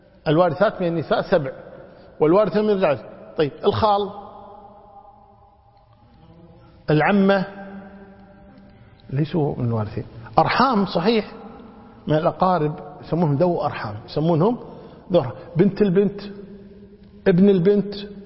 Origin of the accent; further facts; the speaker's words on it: Kuwait; يمكن حنا عندنا بالكويت نعمل الحمد لله